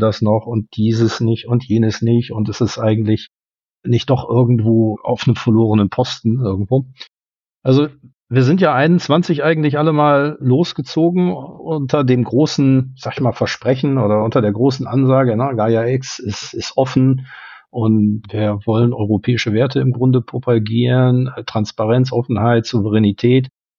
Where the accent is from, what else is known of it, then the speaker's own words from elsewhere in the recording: Germany; now in Luxembourg; ich komme aus Luxemburg. Der fehlende Luxemburger Akzent, das liegt höchstwahrscheinlich daran, dass ich erst seit 20 Jahren hier bin und eigentlich auch aus Deutschland komme.